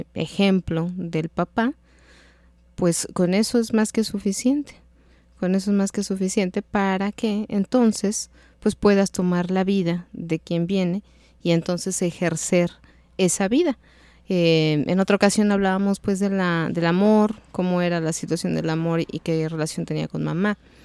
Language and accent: Spanish; Mexico City, Mexico; born there; Nacimos en la Ciudad de México, entonces pues siempre nos llevaba caminando.